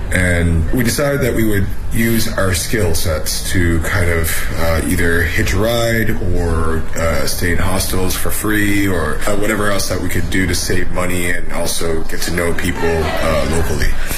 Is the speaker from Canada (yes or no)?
yes; Canada; now in Beijing, China; I'm from Canada, and I'm a chef in Beijing